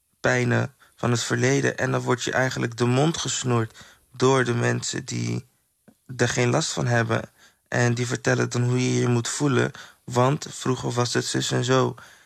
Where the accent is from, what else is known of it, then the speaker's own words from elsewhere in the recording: Suriname; hier kom ik vandaan. Ik ben gemaakt uit krijgers en overwinnaars en niet uit slachtoffers. En zo ga ik ook nu kijken naar mezelf en mijn Surinaamse zwarte broers